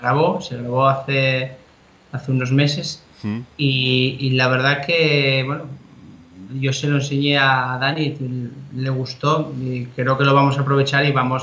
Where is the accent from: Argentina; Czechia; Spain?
Spain; Asturias; Hay alguna cerrada, pero la hay por aquí, por mi tierra, por Asturias.